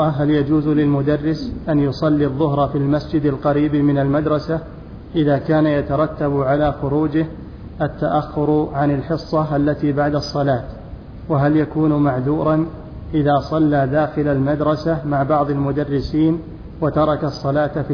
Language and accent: Arabic; Jeddah, Makkah Province, Saudi Arabia; أنا من جدة وعندي دورة في الرياض لمدة شهر تقريبا